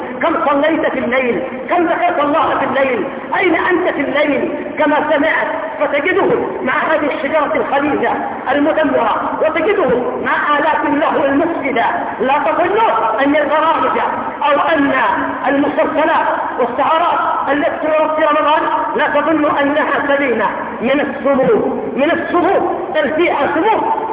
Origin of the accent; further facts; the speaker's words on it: Yemen; بالنسبة عندنا في اليمن القاف ضيع المسلمين